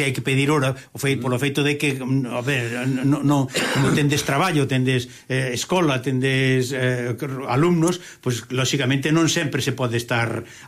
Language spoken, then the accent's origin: Galician; Galicia, Spain; Eu, de verdade, que me fago contente precisamente non como galego solo, sino tamén como instrumentista aficionado, non?